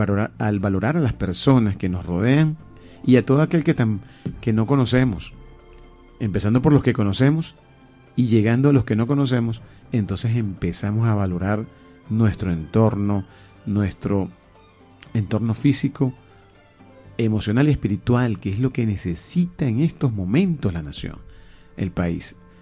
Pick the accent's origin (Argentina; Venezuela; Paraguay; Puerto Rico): Venezuela; Somos los venezolanos los que tenemos que manejar ese amor